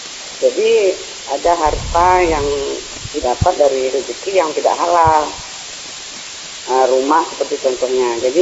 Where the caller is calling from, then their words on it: Pekanbaru, Riau, Indonesia; Dari Pekanbaru, Pak.